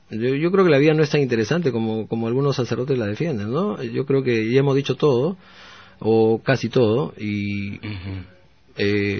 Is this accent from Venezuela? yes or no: no; Peru; now in Sweden; Soy peruano y soy sueco. Cuando vivo en Suecia, trabajo con suecos y con personas que viven en Suecia, pero tengo que venir un mes al año, y eso hago desde hace 5 años.